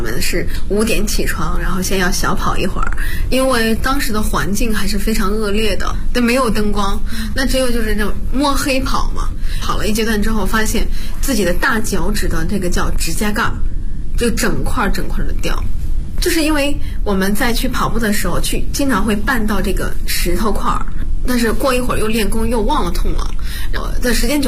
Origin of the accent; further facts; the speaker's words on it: Bozhou, Anhui, China; 我是华佗五禽系第59代传承人，我来自安徽亳州。